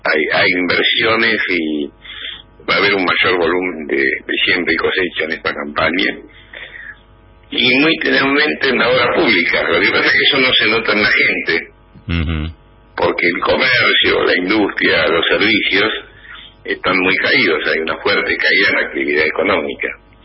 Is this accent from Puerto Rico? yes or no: no; Buenos Aires Province, Argentina; Yo soy bonaerense